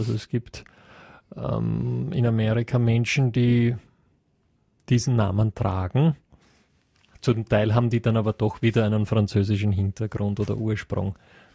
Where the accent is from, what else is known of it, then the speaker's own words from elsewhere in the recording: Lower Austria, Austria; wenn ich sage, ich komme aus dem Most Viertel, dann...